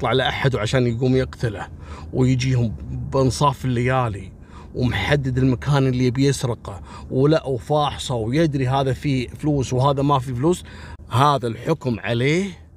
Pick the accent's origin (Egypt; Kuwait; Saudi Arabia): Kuwait; احنا عندنا في الكويت أول كانوا يحطون، أنا ملحقت عليهم، يحطون كشك صغير ويكون فيه رجل أمن